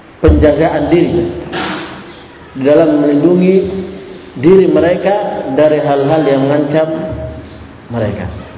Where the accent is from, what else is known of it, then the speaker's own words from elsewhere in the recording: Sulawesi, Indonesia; Itu kan nah, bagi kita orang Sulawesi tidak terbiasa.